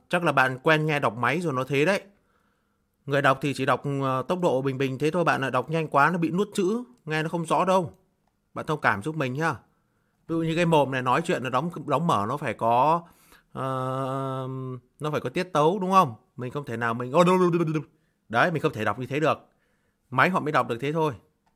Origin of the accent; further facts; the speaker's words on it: Co Loa, Hanoi, Vietnam; À, mình ở Cổ Loa Đông Anh bạn ơi. Hà Nội nhá. Thành phố Hà Nội. Thành phố Hà Nội, huyện Đông Anh. Xã Cổ Loa.